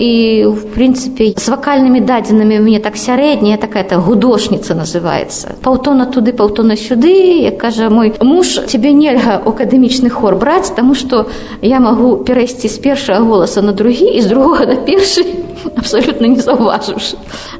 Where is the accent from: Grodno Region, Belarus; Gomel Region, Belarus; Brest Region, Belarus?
Grodno Region, Belarus; Slonim; born or raised there; moved away as an adult